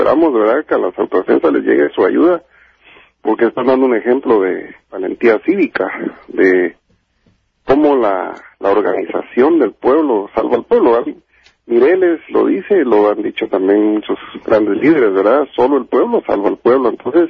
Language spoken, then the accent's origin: Spanish; Guatemala; Yo soy de Guatemala.